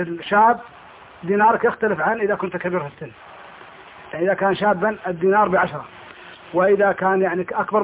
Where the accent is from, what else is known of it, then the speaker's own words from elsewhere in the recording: Kuwait; بالنسبة عندنا في الكويت